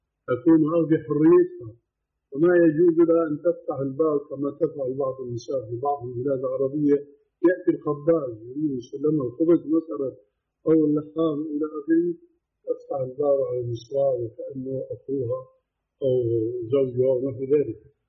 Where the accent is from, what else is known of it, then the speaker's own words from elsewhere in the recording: Syria; كما يقولون عندنا بالشام